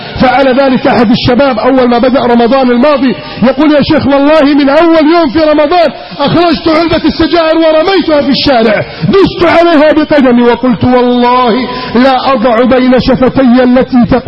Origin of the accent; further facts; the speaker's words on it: Egypt; اللهم احفظ بلدنا مصر من كيد الكائدين وحقد الحاقدين وتربص الظالمين.